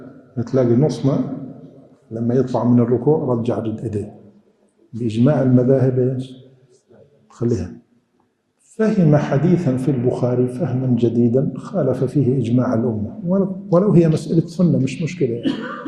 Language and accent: Arabic; Syria; عندنا في الشام في سوريا